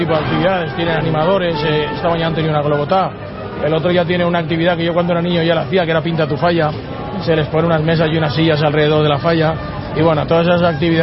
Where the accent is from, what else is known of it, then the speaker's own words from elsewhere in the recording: Valencian Community, Spain; por encima de todos somos valencianos y la identidad propia nuestra es la mascleta